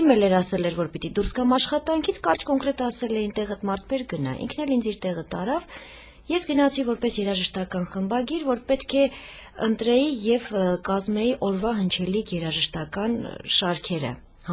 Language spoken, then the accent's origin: Armenian; Lori, Armenia; են Ճարտար գյուղից։ Տեղափոխվել են Նոյեմբերյան և արդեն 300 տարի է, ես բնիկ լոռեցի եմ։